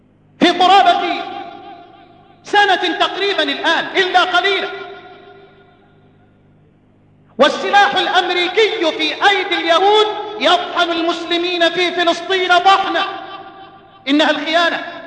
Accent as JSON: {"language": "Arabic", "country": "Egypt"}